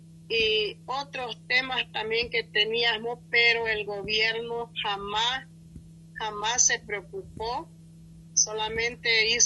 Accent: Bolivia; como bolivianos, no importa que estemos de un lugar a otro tan lejos

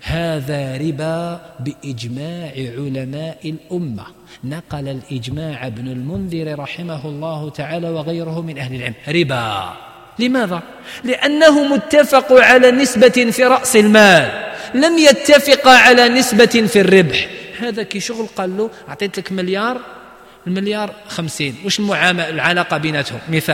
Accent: Algeria; المشكل إحنا عندنا في الجزائر ما يتفقوش على النسبة

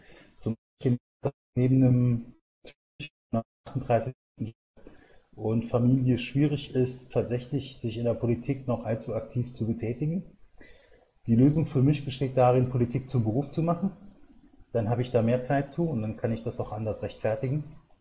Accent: Saarland, Germany; Ich bin 1972 geboren und im Saarland, da wo es in Hunsrück reingeht, also auf dem platten Land sozusagen.

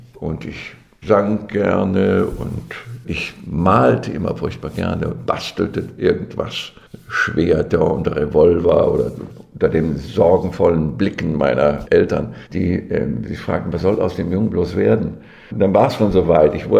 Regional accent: North Rhine-Westphalia, Germany; now in Kassel, Germany; Ich bin gebürtiger Ostwestfale aus der Bielefelder Gegend, vom Lande. Ich entstamme dem Landproletariat.

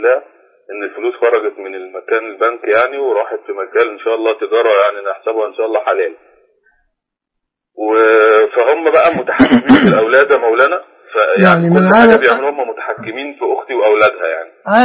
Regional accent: Cairo Governorate, Egypt; إحنا من القاهرة. من بلد الشيخ محمد حسين يعقوب من المعتمدية.

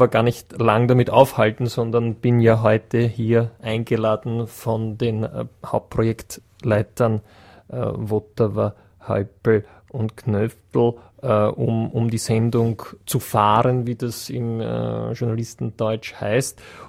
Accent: Vienna, Austria; bei uns in Wien sagt man Kapazunder

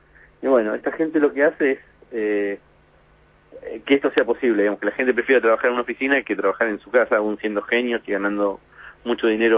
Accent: Buenos Aires, Argentina; now in San Francisco, United States; San Francisco es una ciudad para nosotros que vinimos de Buenos Aires, muy cómoda, muy agradable

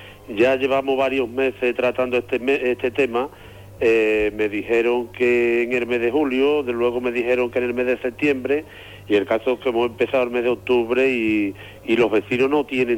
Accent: Andalusia, Spain; Yo creo que somos andaluces de primera, no somos andaluces de tercera

